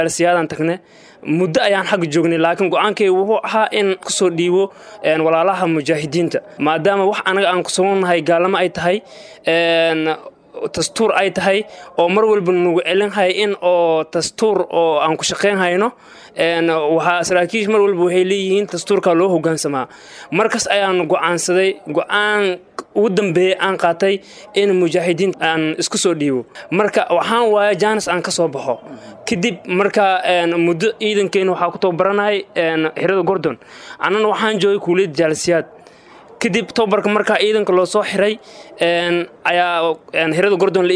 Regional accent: Mogadishu, Banaadir, Somalia; waxaan ka imid magaalada Muqdisho gaar ahaan eelasha biyaha Arbow

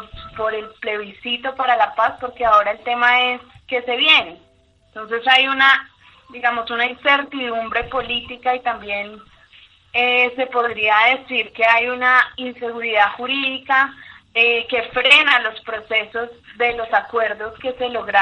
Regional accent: Colombia; para nosotros también como ciudadanos colombianos

